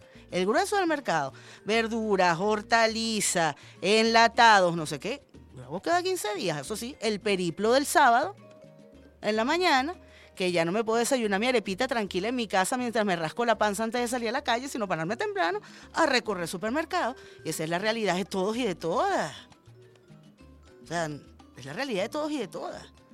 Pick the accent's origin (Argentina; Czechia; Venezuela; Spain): Venezuela; Yo, como muchas venezolanas y como muchas niñas